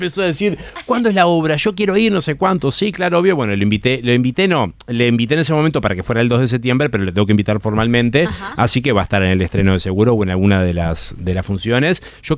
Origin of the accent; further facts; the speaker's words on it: Uruguay; como cual uruguayo dije, una clase gratis, voy a ir